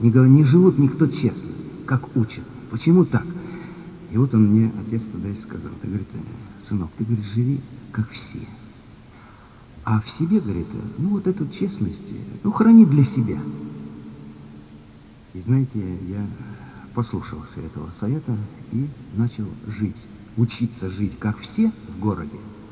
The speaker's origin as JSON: {"language": "Russian", "town": "Tomsk", "region": "Tomsk Oblast", "country": "Russia", "said": "Я приветствую, друзья, всех. Я из Томска."}